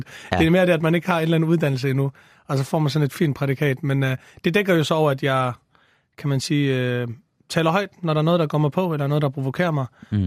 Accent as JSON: {"language": "Danish", "town": "Vejle", "region": "Region of Southern Denmark", "country": "Denmark", "tie": "born or raised there", "lives_now": "Copenhagen, Denmark", "said": "Jeg er 22 år gammel. Altså, man kan høre på min tydelige accent, så er jeg ikke fra det københavnske af. Jeg flyttede herover for cirka et års tid siden, og opvokset i Vejle det meste af mit liv, som er en fantastisk by."}